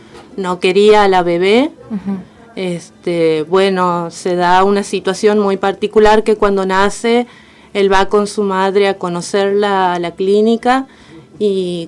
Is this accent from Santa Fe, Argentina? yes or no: no; Santiago del Estero, Argentina; now in Escobar, Argentina; Sí, bueno, soy de Santiago del Estero. Estoy viviendo aquí en Escobar hace un año y medio.